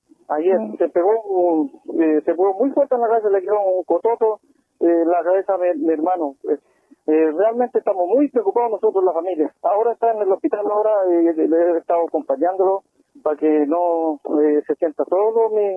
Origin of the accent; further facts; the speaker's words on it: Araucanía, Chile; sabiendo que nosotros somos de Cato